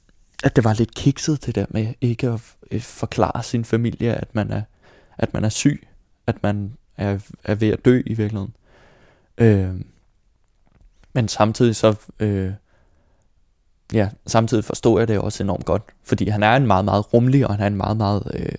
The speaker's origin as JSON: {"language": "Danish", "town": "Bagsværd", "region": "Capital Region of Denmark", "country": "Denmark", "tie": "born or raised there", "also_born_or_lived": "Copenhagen", "said": "Jeg blev født på Vesterbro, men voksede op i Bagsvær med mine forældre og min storebror."}